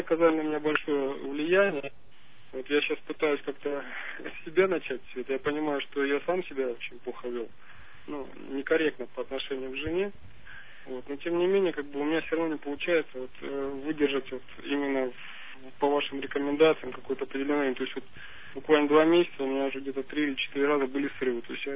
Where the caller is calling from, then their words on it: Omsk, Omsk Oblast, Russia; Я из Омска и хотел поговорить с вами, задать вопрос по семейным отношениям.